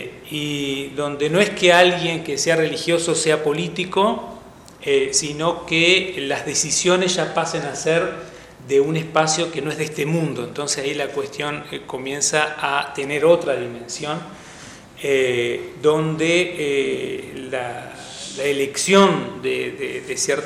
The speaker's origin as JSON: {"language": "Spanish", "country": "Uruguay", "said": "somos la Suiza de América, creemos que nada nos va a tocar"}